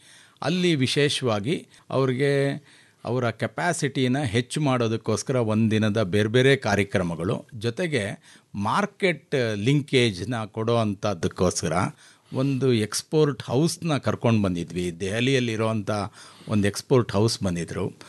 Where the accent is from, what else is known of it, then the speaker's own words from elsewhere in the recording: Channakeshavapura, Karnataka, India; ನಾನು ತುಮಕೂರು ಜಿಲ್ಲೆ ಪಾವಗಡ ತಾಲೂಕು, ಚನ್ನಕೇಶವಪುರ ಅಂತ ನಮ್ಮ ಗ್ರಾಮ. ಸುಮಾರು ಬೆಂಗಳೂರಿಂದ 180-190 ಕಿಲೋಮೀಟರ್ ದೂರದಲ್ಲಿದೆ.